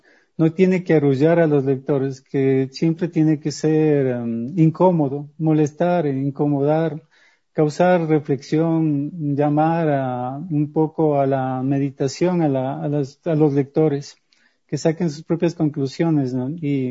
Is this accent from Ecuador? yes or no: yes; Ecuador; no sé si sea solo yo como escritor ecuatoriano, pero mis obras generalmente ganan polvo